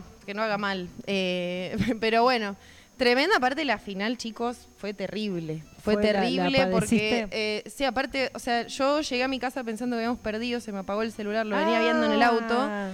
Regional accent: Merlo, Buenos Aires Province, Argentina; Nunca fui a la cancha, ponele. Soy muy acá de Merlo.

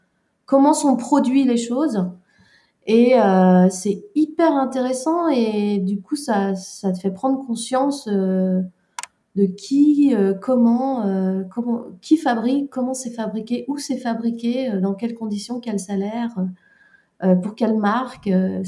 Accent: Brittany, France; Déjà, ça se passe en Bretagne et je suis bretonne

